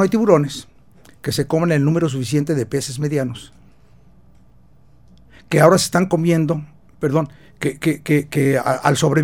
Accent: Mexico City, Mexico; moved away; ya llevo aquí 30 años, soy chilango de origen, ya me perdonaron después de 30 años

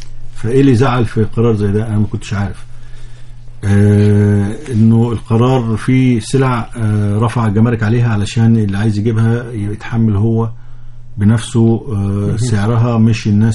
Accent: Egypt; كمصريين السلع دي ما أثرتش طبعا

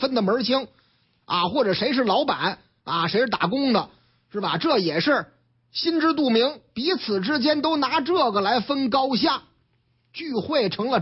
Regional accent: Shanghai, China; 这说的是我老家上海，嗯，俺们上海呢

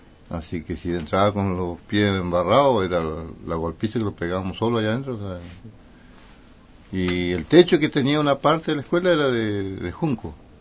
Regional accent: Coihue, Los Lagos, Chile; yo fui nacido y criado en el Coihue, acá nomás.

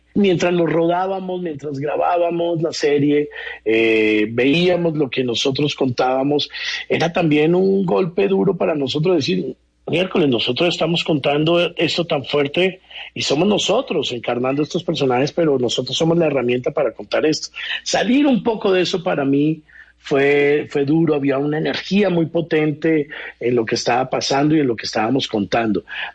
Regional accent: Mexico; now in Colombia

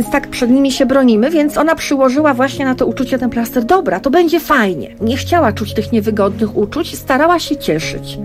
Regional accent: Gdańsk, Pomeranian Voivodeship, Poland; Ja jestem z Gdańska i od urodzenia mieszkam w Gdańsku, więc moim takim miejscem jest plaża.

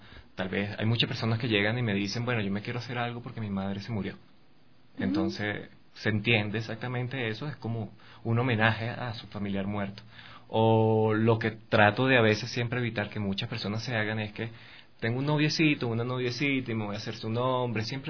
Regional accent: Venezuela; trabajé con unos chicos allá en mi país, o sea, en Venezuela, en sus tiendas de tatuajes.

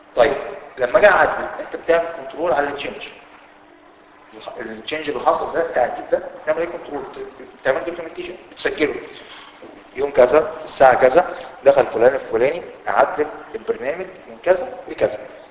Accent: Egypt; لو جات لك شركه يعني بتحصل عندنا في مصر الموضوع ده وعملوا مشكله كبيره قوي

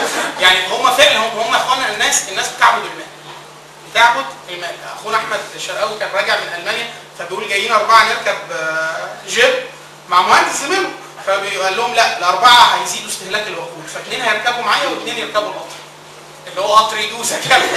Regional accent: Upper Egypt, Egypt; وطبعا انا من الصعيد اصلا

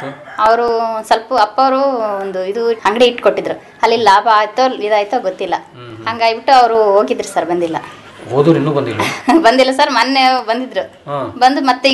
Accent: Hosamalapanagudi, Karnataka, India; ನಮ್ಮ ಸ್ವಂತ ಊರು ಇದೆ ಸರ್, ಹೊಸಮಲಪನಗುಡಿ.

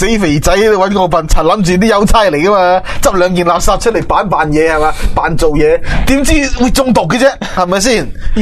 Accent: Macau; 好，好啊，我哋澳门人

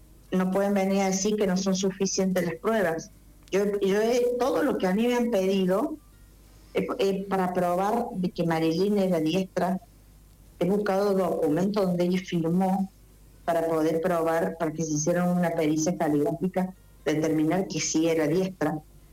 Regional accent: Argentina; yo estoy decidida a irme como una ciudadana, como una argentina más

